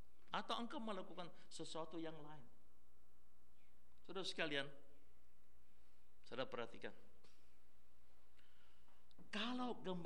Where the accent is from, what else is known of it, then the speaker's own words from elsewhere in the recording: Makassar, South Sulawesi, Indonesia; Nah, saya ini asal Makassar.